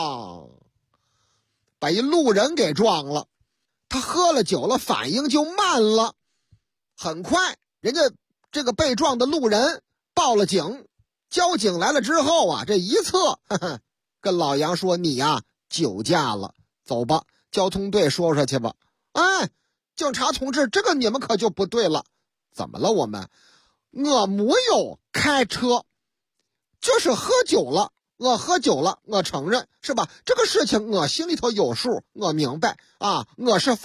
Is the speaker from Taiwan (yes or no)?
no; Shaanxi, China; 哎呀，我们陕西人就好这口啊，喝这个老凤酒